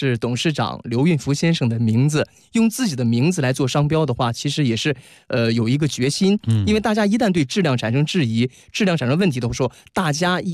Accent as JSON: {"language": "Chinese", "region": "Northeast China", "country": "China", "said": "我们作为北方人，我们东北人来说是不吃的。因为我们真正老家产的东北的木耳的话，是一朵一朵的"}